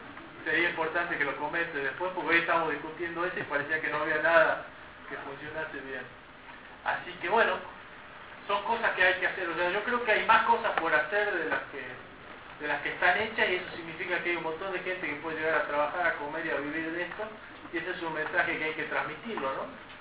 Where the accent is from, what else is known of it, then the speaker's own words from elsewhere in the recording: Campo Santo, Salta, Argentina; soy de Camposanto. Camposanto es un pueblito de 6.000 habitantes que está a 40, 50 kilómetros de Salta.